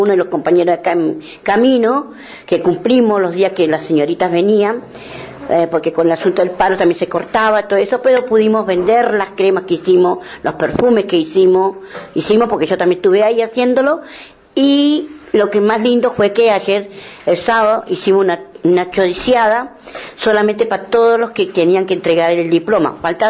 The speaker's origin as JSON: {"language": "Spanish", "country": "Argentina", "said": "nuestra bandera argentina, como argentinos que somos"}